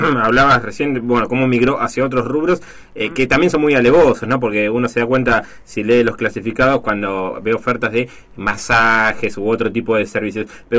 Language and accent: Spanish; Mar del Plata, Buenos Aires Province, Argentina; llama la atención, en este caso, negativamente para los que somos de Mar del Plata, ¿no?